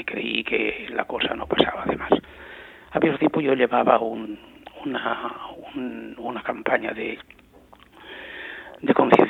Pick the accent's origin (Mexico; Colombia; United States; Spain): Spain; yo había conocido una situación revolucionaria y generosa en mi país y había cambiado todo totalmente y no podía ya seguir viviendo en esta España